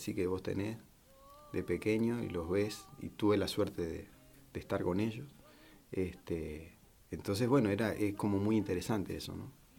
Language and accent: Spanish; Uruguay; now in Mendoza, Argentina; Yo soy uruguayo.